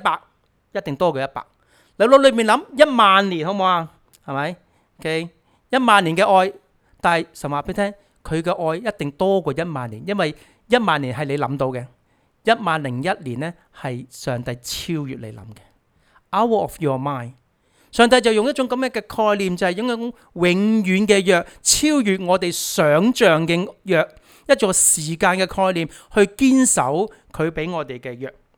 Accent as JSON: {"language": "Chinese", "country": "Hong Kong", "said": "香港呢、即是我们，我是香港来的，有时很多例子都是香港经常都见到的。"}